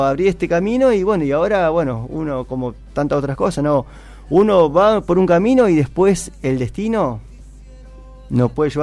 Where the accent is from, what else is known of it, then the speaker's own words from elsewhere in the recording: Buenos Aires, Argentina; No, le digo, imposible, yo soy de Buenos Aires.